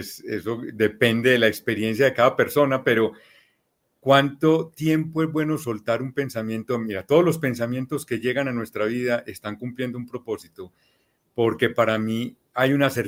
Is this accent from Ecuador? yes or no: no; Colombia; yo soy colombiano